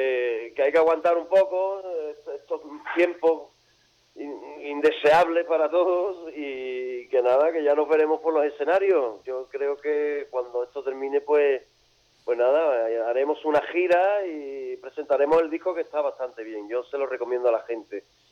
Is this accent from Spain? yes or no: yes; Seville, Andalusia, Spain; born there; uno ha nacido en España, Sevilla, el sur, Andalucía, y hablo castellano, y canto en castellano